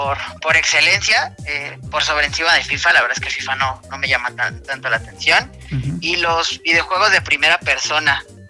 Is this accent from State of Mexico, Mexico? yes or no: yes; Tlalnepantla, State of Mexico, Mexico; Yo soy originario de Tlalnepantla, Estado de México. Uh-huh. Tengo 35 años.